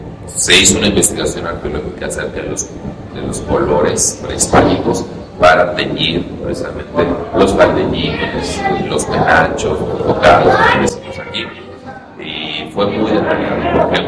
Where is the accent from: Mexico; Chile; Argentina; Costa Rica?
Mexico; Tuxtla Gutiérrez, Chiapas; born there; Bueno, yo nací en Tuxtla Gutiérrez, soy chiapaneco